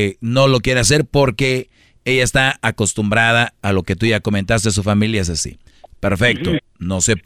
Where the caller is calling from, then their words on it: Guanajuato, Mexico; Soy de Guanajuato, saludos, lo escuchamos aquí en Santana, en la construcción.